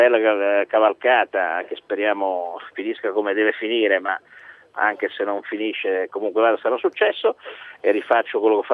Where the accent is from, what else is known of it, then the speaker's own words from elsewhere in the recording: Liguria, Italy; visto che io sono ligure